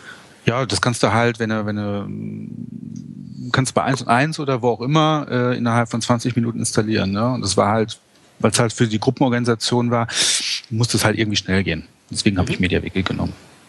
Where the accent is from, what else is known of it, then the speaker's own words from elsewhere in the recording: North Rhine-Westphalia, Germany; ich komme eigentlich aus dem Ruhrgebiet